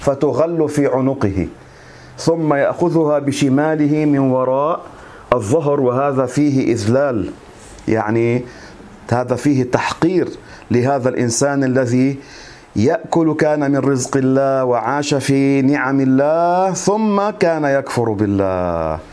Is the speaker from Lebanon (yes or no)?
yes; Lebanon; عندنا في لبنان البعض يقول هذه العبارة،